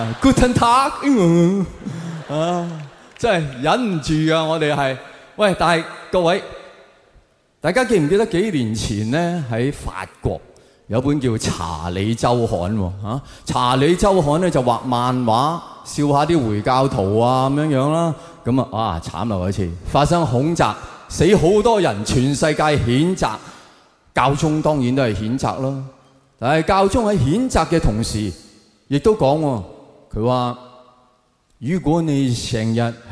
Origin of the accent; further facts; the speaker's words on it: Hong Kong; 而家我哋香港人见到警察就